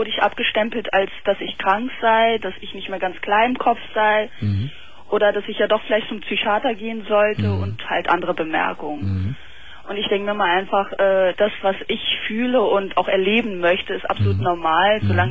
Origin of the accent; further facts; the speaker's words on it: Turkey; bin ich Türkin und er ist Deutscher